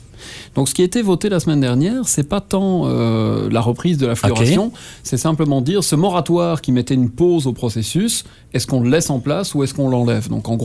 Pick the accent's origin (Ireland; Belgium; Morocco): Belgium; now in Trois-Rivières, Canada; moi je viens de Belgique, mais okay. Je suis établi à Trois-Rivières depuis quelques années maintenant. Je réside au Cap de la Madeleine avec ma petite famille